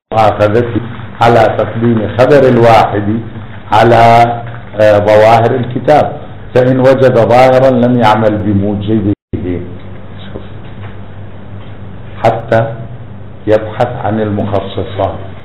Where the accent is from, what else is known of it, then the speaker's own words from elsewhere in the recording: Iraq; طبعا أنتم تعرفون أن احنا عراقيين ناس يعني عندنا موقف